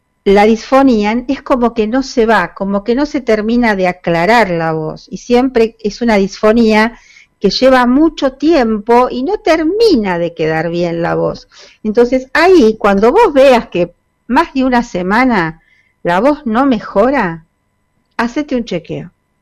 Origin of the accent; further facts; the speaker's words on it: Buenos Aires, Argentina; Nosotros como porteños, o inclusive nuestros amigos del conurbano, venían temprano